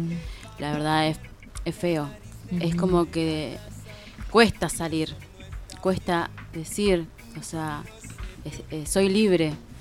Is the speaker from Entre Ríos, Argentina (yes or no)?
yes; Entre Ríos, Argentina; yo soy de Entre Ríos. Y yo pensé, me vine con la idea que acá eso no existía.